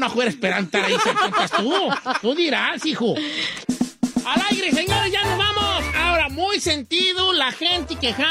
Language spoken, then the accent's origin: Spanish; Mexico; ¿cuántos somos mexicanos aquí?